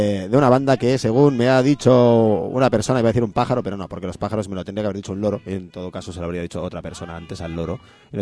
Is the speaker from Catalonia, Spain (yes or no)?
yes; Catalonia, Spain; Mi presente, yo soy catalán.